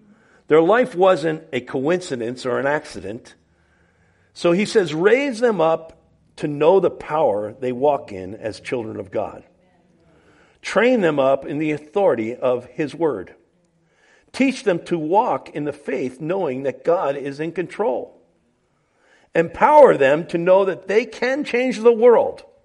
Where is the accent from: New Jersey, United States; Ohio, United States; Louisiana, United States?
New Jersey, United States; I mean, I grew up in North Jersey, and I grew up in a neighborhood where we didn't lock the house. We didn't lock the cars. We lived in a safe little town.